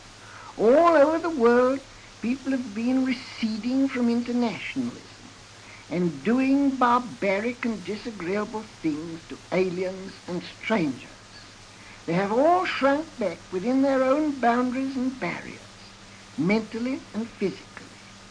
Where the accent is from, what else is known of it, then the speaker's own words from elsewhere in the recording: England, United Kingdom; It is just because I have this intense pride in being English that I will not consent to see the English mind and English life cooped up within the narrow bounds of nationalism.